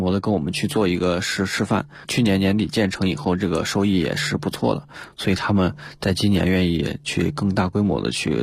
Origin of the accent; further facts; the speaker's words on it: Hanzhong, Shaanxi, China; 对，那是我的老家。